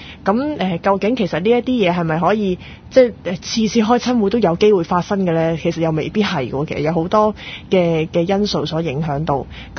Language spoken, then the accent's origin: Cantonese; Hong Kong; 有啲咩係可以帶俾我哋香港人咧？